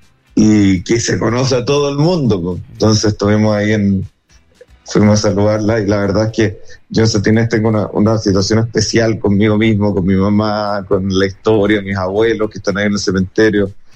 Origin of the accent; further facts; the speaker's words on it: Viña del Mar, Valparaíso, Chile; soy viñamarino, no voy a esconder eso, soy del Everton, sigo siempre viñamarino